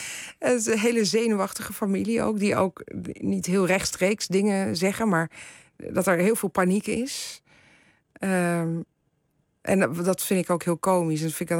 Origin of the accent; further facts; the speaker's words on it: The Hague, South Holland, Netherlands; ik ben natuurlijk weer van de generatie daarna. Dus ik ben in Den Haag geboren en getogen.